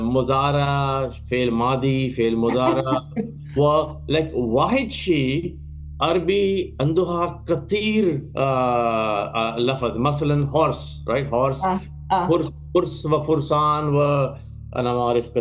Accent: Pakistan; Arabic is a second language; So, من أصل أنا من الباكستان، أنا مسلم، أحب أقرأ تاريخ، تاريخ باكستان وتاريخ الإسلام وتاريخ عالم العربي عربية

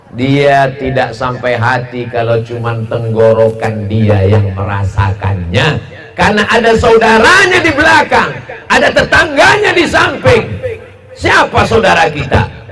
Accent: Sumatra, Indonesia; jangan sampai nanti jamaah di Sumatera, di kampung saya nggak tahu

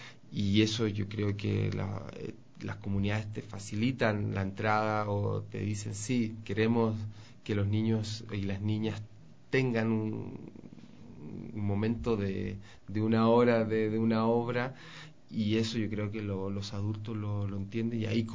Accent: Chile; Es que yo de nacionalidad soy chileno

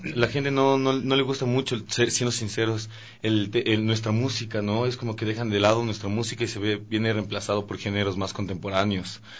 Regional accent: Ecuador; nuestra música, nuestra identidad, lo que nos identifica como ecuatorianos

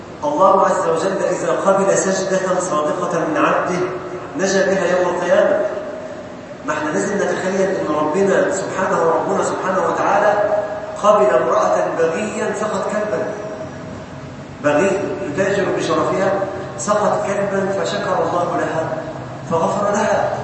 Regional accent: Egypt; اللهم اجعل بلدنا مصر أمنا أمانا سلما سلاما سخاء رخاء

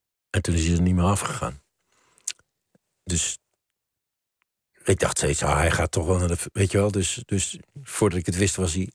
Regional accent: Maastricht, Limburg, Netherlands; ik kwam ook uit Maastricht.

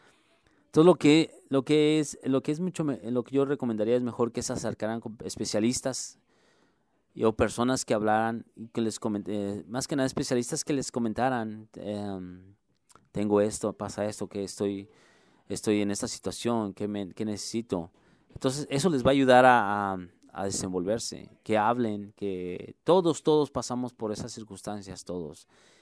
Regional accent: Mexico City, Mexico; Realmente no soy un chilango, soy un capitalino. Más que la gente confunde chilango. No, soy un capitalino.

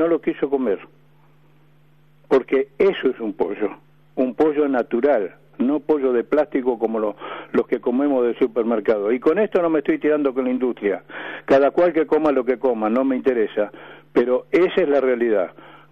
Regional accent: Bragado, Buenos Aires Province, Argentina; now in Quilmes, Argentina; Yo me crié en Bragado, ahora estoy viviendo en Quilmes.

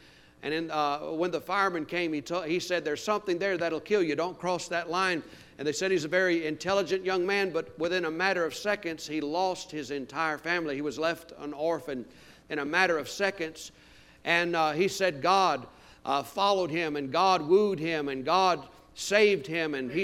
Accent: Louisiana, United States; I was raised Catholic down in Louisiana

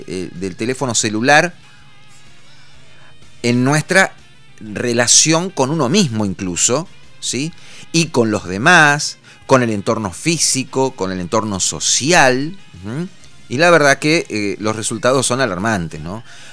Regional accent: Argentina; Porque soy argentino y hablo en español.

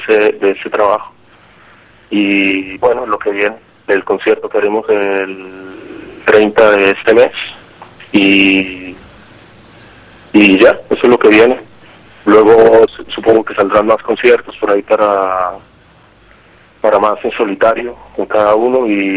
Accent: Colombia; now in Barcelona, Spain; nos conocimos acá en Barcelona con algunos hace 8 o 10 años casi, al baterista, que yo soy de Colombia

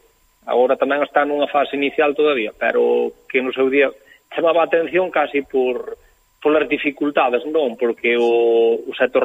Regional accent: Galicia, Spain; E nós somos galegos, pero somos españoles tamén.

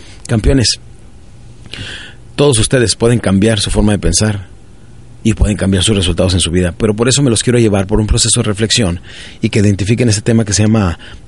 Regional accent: Ciudad Juárez, Chihuahua, Mexico; also born or lived in Parral; yo crecí en Ciudad Juárez, Chihuahua, nací en un pueblito de Chihuahua que se llama Parral, Chihuahua, y crecí de los 7 años en adelante. Cuando mi padre nos abandonó, mi madre se cambió a Ciudad Juárez y de ahí empezamos a vivir

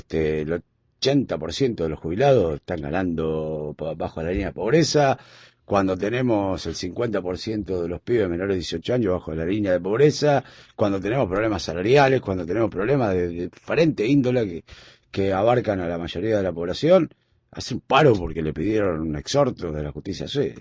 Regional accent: Junín, Buenos Aires Province, Argentina; yo porque soy de Junín, y entonces, bueno, casi todos los fines de semana termino.

